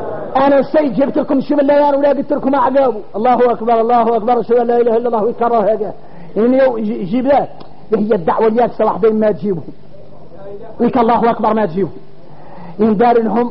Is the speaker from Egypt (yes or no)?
no; Mauritania; تعرفوا اللي يقولوا احنا موريتاني يقولوا صالح من الصالح